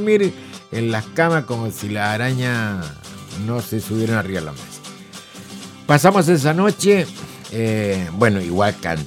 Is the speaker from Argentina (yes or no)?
no; Concepción, Biobío, Chile; Soy de Concepción, Chile, digo yo.